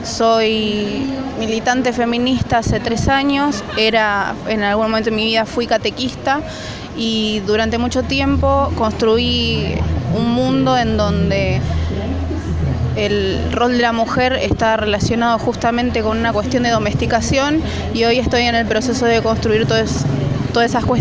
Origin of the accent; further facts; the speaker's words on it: José C. Paz, Buenos Aires Province, Argentina; soy de José Paz